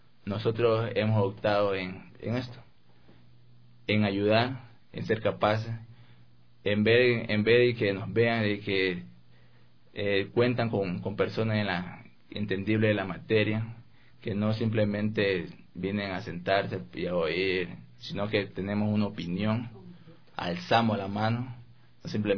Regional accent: Coast, Ecuador; más allá de nosotros tener nuestra cultura y nuestra forma de ser, como costeños que somos

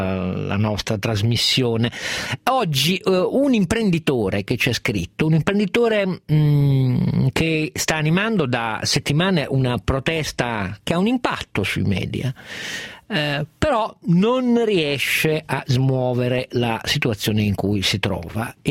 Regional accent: Piedmont, Italy; moved away; lo dico da piemontese trapiantato altrove

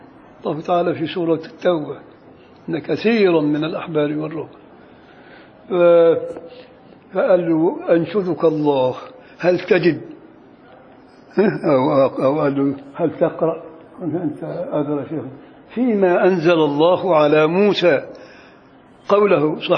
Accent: Beni Suef, Beni Suef Governorate, Egypt; ده مثل شعبي عندنا في بني سويف

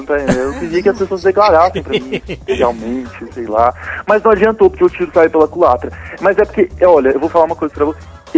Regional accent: Brasília, Federal District, Brazil; É porque Brasília não tem uma identidade própria, né?

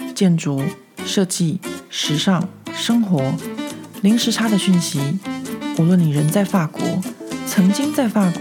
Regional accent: Taiwan; 身为一个台湾人，我觉得大家其实是不知道自己有多幸福啊，因为在台北或是在台湾的各个城市的街头巷尾，大家都可以喝到一杯好喝的咖啡

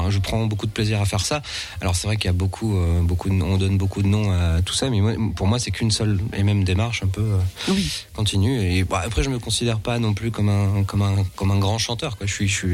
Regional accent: France; quand on écrit en anglais, on se donne un tout petit, et qu'on est français, on se donne un tout petit peu moins dans le texte

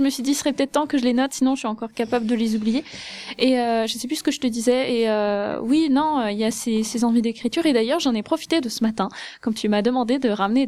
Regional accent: Grand Est, France; now in Vosges, France; quand je suis arrivée au Thio, parce que oui, j'ai quitté l'Alsace pour venir m'enterrer dans les Vosges

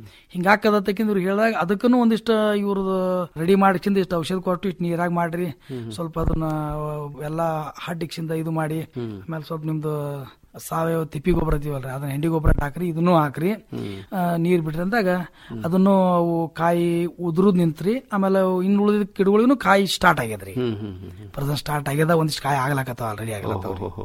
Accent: Babanagar, Karnataka, India; ನಮ್ಮ ಊರು ಬಾಬಾನಗರ, ತಿಕೋಟಾ ತಾಲೂಕು, ವಿಜಯಪುರ ಜಿಲ್ಲೆ ರೀ.

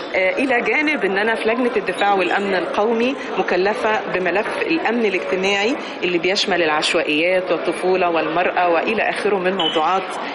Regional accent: Egypt; طبعنا كمصريين دائما أبدا بيحط المرأة في منزلة تانية.

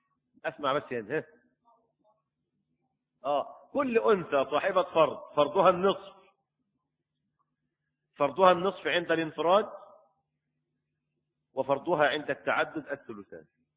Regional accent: Egypt; لكن القانون عندنا في مصر وقول الأئمة الأربعة

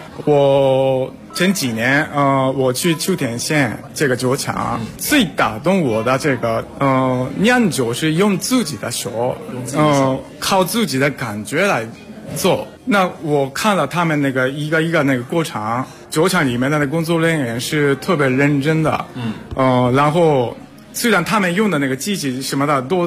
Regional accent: Japan; Chinese is a second language; 因为虽然我是日本人，从年轻的时候开始我也特别喜欢清酒，

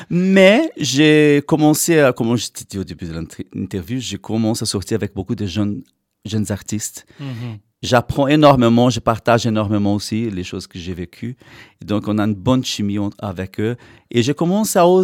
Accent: Brazil; now in Brussels, Belgium; Moi, je venais de la campagne du Brésil

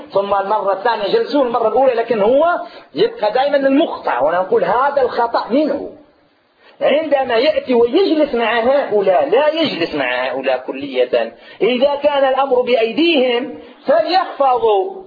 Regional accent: Algeria; also born or lived in Medina, Saudi Arabia; في بداية الهجرة نتاعي التي هاجرت فيها من هنا من الجزائر إلى المدينة المنورة

